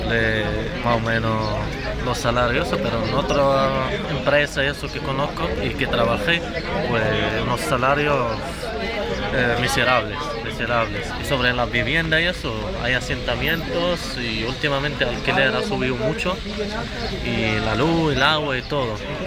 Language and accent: Spanish; Morocco; now in Níjar, Spain; soy marroquí de Marruecos y trabajo aquí en el manipulado, de aquí de Níjar, y pues llevo muchos años.